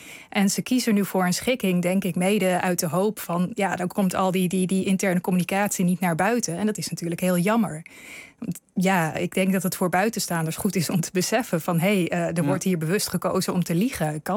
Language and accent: Dutch; Netherlands; hoe wij als Nederlanders de term zouden interpreteren als je hem hoort.